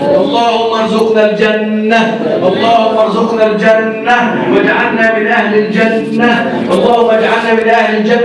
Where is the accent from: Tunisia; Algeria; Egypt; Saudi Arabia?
Egypt; اللهم احفظ بلدنا مصر وسائر بلاد المسلمين يا رب العالمين